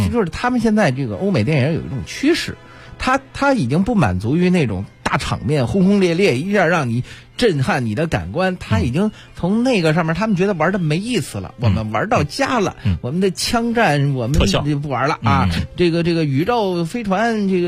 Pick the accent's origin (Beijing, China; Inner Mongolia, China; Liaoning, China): Beijing, China; 我打小就在那边长起来的。